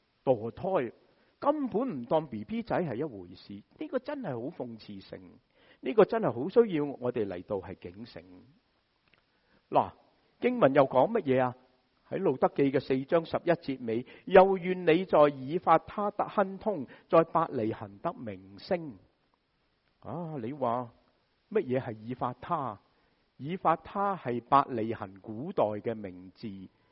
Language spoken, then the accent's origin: Cantonese; United States; 我哋美国人点样啊？